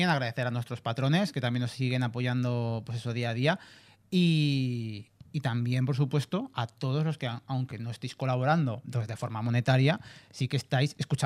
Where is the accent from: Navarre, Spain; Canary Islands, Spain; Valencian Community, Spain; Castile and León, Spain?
Canary Islands, Spain; Tenerife; Yo soy de Tenerife, sí, pero ¿Tenerife Norte o Tenerife Sur? Ah, yo soy de Tenerife Norte.